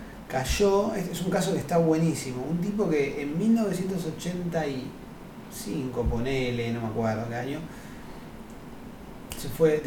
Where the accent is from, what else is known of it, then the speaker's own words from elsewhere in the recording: Buenos Aires, Argentina; Yo soy un bicho porteño, pero porteño grosso, como bien de cemento, todo